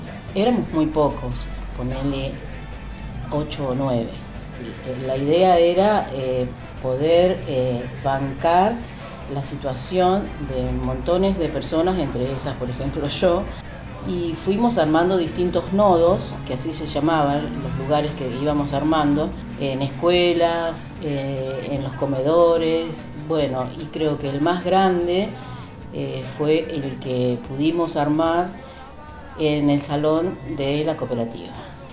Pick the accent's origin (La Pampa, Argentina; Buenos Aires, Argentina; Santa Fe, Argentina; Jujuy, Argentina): La Pampa, Argentina; Santa Rosa; soy de aquí, de Santa Rosa.